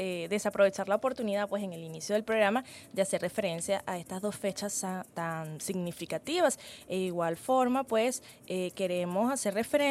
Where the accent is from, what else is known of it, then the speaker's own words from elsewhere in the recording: Venezuela; desmoralizarnos, pues, como venezolanos, hacernos sentir débiles, vulnerables